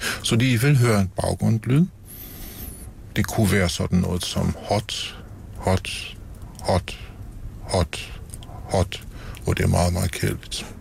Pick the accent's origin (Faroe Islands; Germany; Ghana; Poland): Germany; Danish is a second language; Det gælder også mig som tysker, at vi har bibeholdt vores evner